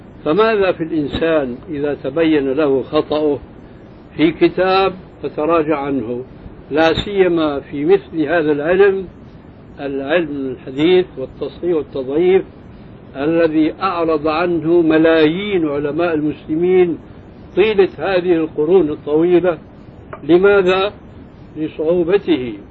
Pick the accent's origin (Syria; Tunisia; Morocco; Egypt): Syria; عندنا في سوريا كان شاعت قصة رجل في الحرب مع